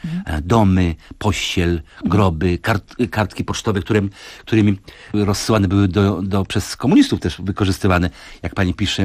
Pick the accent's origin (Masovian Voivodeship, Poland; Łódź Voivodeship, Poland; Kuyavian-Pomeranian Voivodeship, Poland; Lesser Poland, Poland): Lesser Poland, Poland; Kraków; Ja to pamiętam jako krakowianin ze swojego dzieciństwa